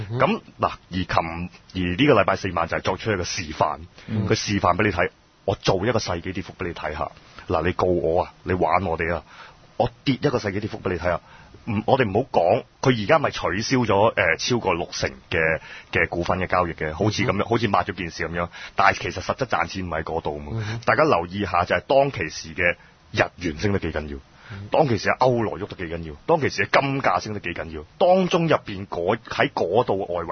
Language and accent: Cantonese; China; 我哋中國人冇咁嘅書嘅